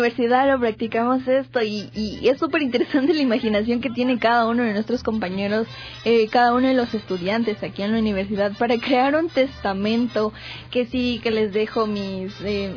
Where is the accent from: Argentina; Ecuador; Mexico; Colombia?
Ecuador; nos hacen como que unirnos un poquito más como familia, como personas, como ecuatorianos sobre todo